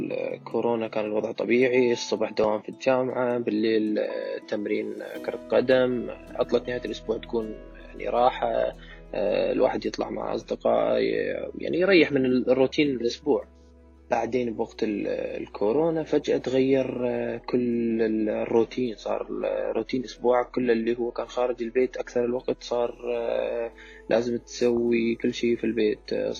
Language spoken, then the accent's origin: Arabic; Baghdad, Baghdad Governorate, Iraq; من العراق، تحديداً من العاصمة بغداد، طالب هندسة كهرباء ولاعب كرة قدم.